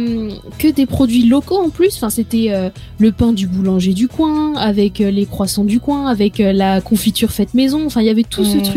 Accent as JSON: {"language": "French", "town": "Changé", "region": "Pays de la Loire", "country": "France", "tie": "born or raised there", "said": "C'est comme à la base, la petite ville. La petite ville d'où je viens s'appelle Changé."}